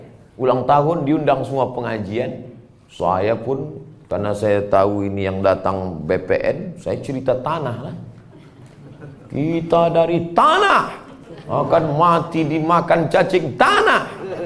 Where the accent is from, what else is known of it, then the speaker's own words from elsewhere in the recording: Riau, Indonesia; Saya dari Riau.